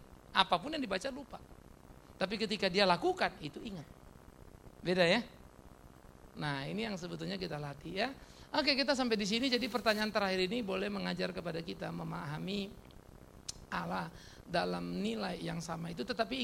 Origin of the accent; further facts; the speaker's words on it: Eastern Indonesia, Indonesia; Karena saya orang Timur, saudara.